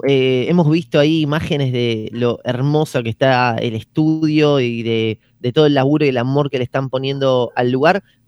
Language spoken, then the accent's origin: Spanish; Buenos Aires, Argentina; yo soy del barrio de Mataderos